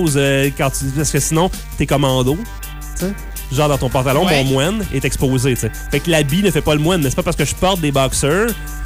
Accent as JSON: {"language": "French", "region": "Quebec", "country": "Canada", "said": "On est des Canadiens francophones, Canadiens français, Québécois."}